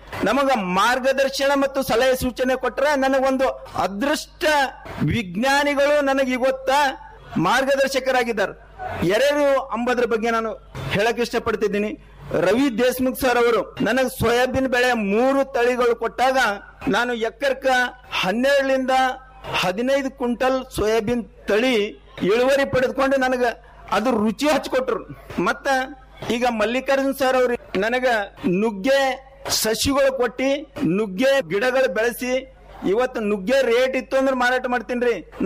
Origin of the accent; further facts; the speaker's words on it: Haleprága, Karnataka, India; ನಮ್ಮ ಊರು ಹಾಲೆಪ್ರಗಾ ಗ್ರಾಮ. ಹಾಲೆಪ್ರಗಾ ಗ್ರಾಮ ಬೀದರ್ ಡಿಸ್ಟಿಕ್ ನಲ್ಲಿ